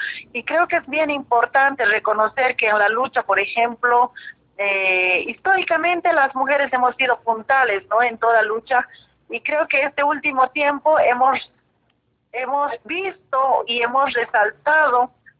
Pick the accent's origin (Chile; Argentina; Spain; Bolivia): Bolivia; nosotros, como bolivianas, como mujeres interculturales, como organizaciones sociales, buscamos de que en Bolivia se pueda respetar la lucha de las mujeres